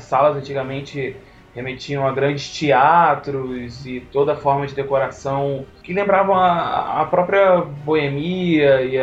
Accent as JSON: {"language": "Portuguese", "region": "Rio de Janeiro", "country": "Brazil", "said": "Carioca da Tijuca, com muito orgulho."}